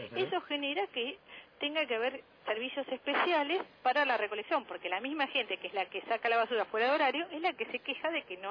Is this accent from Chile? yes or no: no; Buenos Aires, Argentina; cada vez vamos a hablar de los que más conocemos, que somos los porteños.